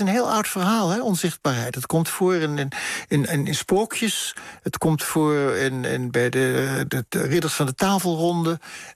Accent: Bergen aan Zee, North Holland, Netherlands; En als kind in Berg aan Zee sprak je een soort kalte kiep van Deutsch.

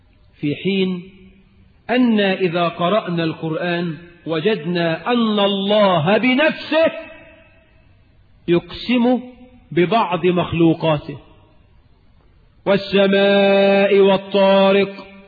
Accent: Cairo, Cairo Governorate, Egypt; فالميكروباصات عندنا في القاهرة

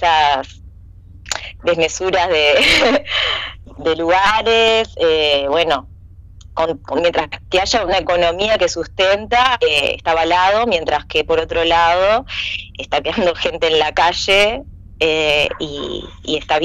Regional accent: San Carlos, Maldonado, Uruguay; also born or lived in Montevideo; Yo soy de San Carlos, me crié, o sea, nací en Montevideo, pero por circunstancias médicas, pero soy criada en San Carlos

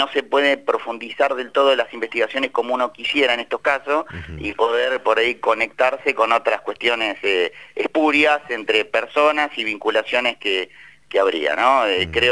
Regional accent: Lomas de Zamora, Buenos Aires Province, Argentina; de donde soy oriundo, de Loma de Zamora.

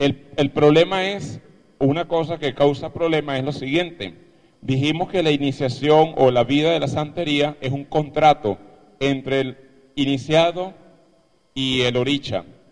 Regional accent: Aroa, Yaracuy, Venezuela; Yo soy de Yaracuy. Yo soy de Aroa. Aroa en Yaracuy.

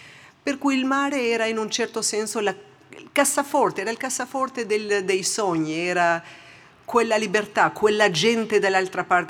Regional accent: Albania; Italian is a second language; moved away as an adult; also born or lived in United States; now in Switzerland; Io praticamente ho passato 28 anni in Albania e sono adesso quasi 28 anni che ho vissuto fuori dall'Albania. Quindi sono albanese, ma sono svizzera, poi ho vissuto per 11 anni e mezzo negli Stati Uniti

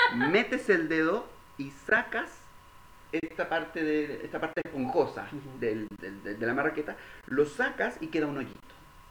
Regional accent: Chile; estoy segurísimo, como chileno que soy

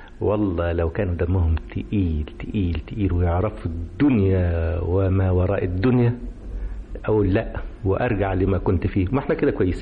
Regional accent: Egypt; نيجي إحنا كمصريين نخلع من علينا مفاخرنا

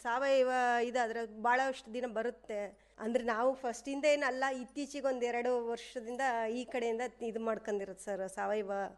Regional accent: Guddahalli, Karnataka, India; ನಮ್ಮದು ಇದು ಗುಡ್ಡಳ್ಳಿನೇ ಸರ್, ಪಕ್ಕದ ಮನೆಯಲ್ಲೇ ಆಗಿರೋದು.

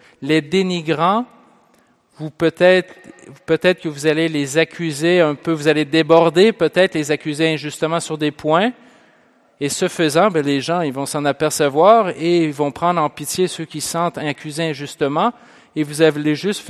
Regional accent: Pont-Rouge, Quebec, Canada; J'ai fait ça quand j'étais jeune, moi. Je viens de Pont-Rouge

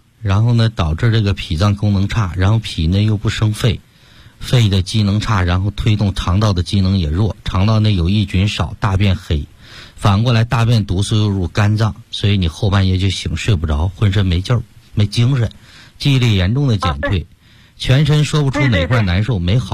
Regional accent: Beijing, China; 纠正这个根儿我们北京人不是说病根儿吗？

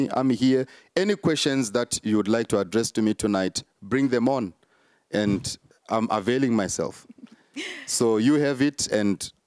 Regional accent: Zimbabwe; and I'm from Zimbabwe.

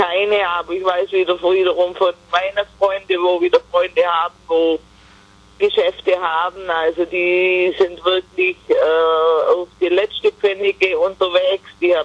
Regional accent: United States; Also mit der Heiratsurkunde als Amerikaner kann ich immer noch rüberreisen.

